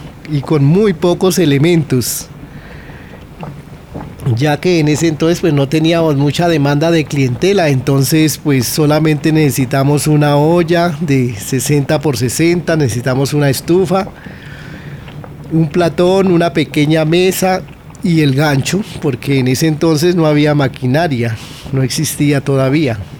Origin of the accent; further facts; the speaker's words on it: Santander, Colombia; now in Bogotá, Colombia; Y nosotros, pues, siendo santandereanos, también la aprendimos